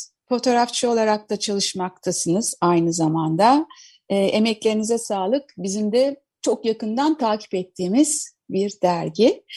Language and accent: Turkish; Istanbul, Turkey; Eski kuşaklı bir İstanbullu olarak da tabii bu şans bana bunu İstanbullu olmayı da deniz tutkusunu da biraz içimde hissettirdi.